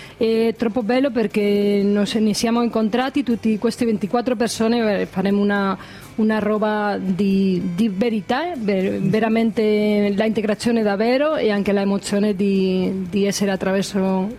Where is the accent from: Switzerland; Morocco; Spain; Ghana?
Spain; Galicia; Italian is a second language; Sì, vengo dalla Galizia e facciamo parte di questo progetto.